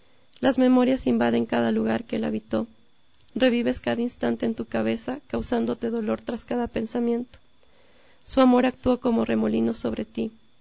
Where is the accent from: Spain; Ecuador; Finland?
Ecuador; me gustaría publicarlo aquí en mi país. Como nota igual, en la portada de mi libro quise rescatar la cultura de aquí.